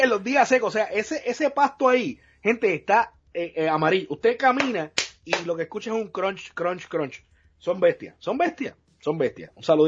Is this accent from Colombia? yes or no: no; Puerto Rico; nosotros que somos de Puerto Rico